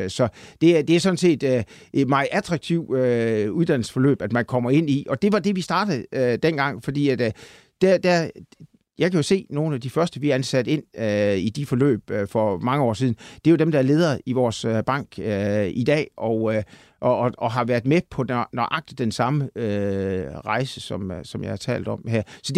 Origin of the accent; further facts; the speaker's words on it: Central Denmark Region, Denmark; Jeg kommer jo fra Salling, som du lige var inde på, og jeg skulle lige vist egentlig have været landmand. Jeg kommer fra landet